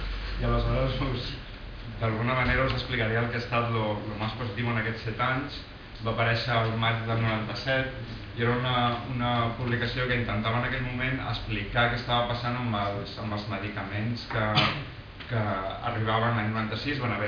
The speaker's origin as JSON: {"language": "Catalan", "region": "Catalonia", "country": "Spain", "said": "tot i que es fa aquí, i molts de l'equip som catalans"}